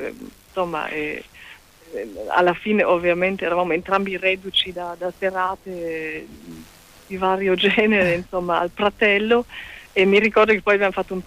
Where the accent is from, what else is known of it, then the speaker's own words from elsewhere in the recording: Burghausen, Bavaria, Germany; dalle mie parti, non c'erano tante gelaterie, è un posto molto molto molto provinciale, e quindi il fatto che Elia sapesse che cosa fosse Burghausen e avesse proprio battuto i luoghi della mia adolescenza